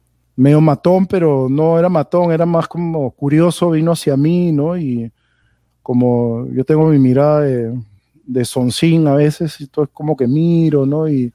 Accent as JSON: {"language": "Spanish", "country": "Peru", "said": "Entonces yo le dije, bueno, yo soy de Perú, le dije."}